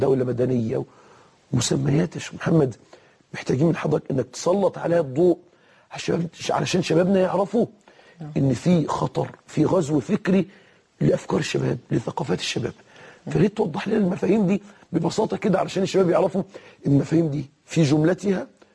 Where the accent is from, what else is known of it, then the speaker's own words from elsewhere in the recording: Egypt; يعني مثلا هنا في مصر في المحاكم، عندنا في مصر أصدرت المحاكم قرارا